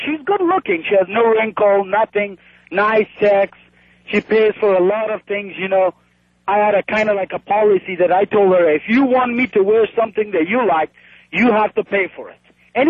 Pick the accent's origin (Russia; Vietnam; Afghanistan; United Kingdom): Afghanistan; Kabul; English is a second language; moved away as an adult; now in United States; I'm from Afghanistan, capital, Kabul. 26-year-old, been 6 years in this country